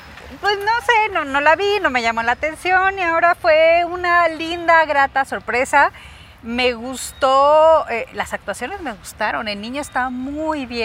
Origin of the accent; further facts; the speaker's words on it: Michoacán, Mexico; nos vamos a mi tierra, Michoacán